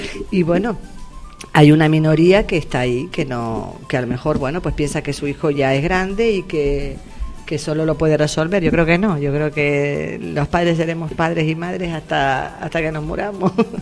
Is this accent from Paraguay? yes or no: no; Las Palmas, Canary Islands, Spain; now in Valsequillo, Spain; yo no soy de Valsequillo, soy de Las Palmas, pero me considero valsequillera de pura cepa. Llevo viviendo aquí ya bastante tiempo, incluso cuando vivía en Las Palmas estaba trabajando ya en Valsequillo, ¿no?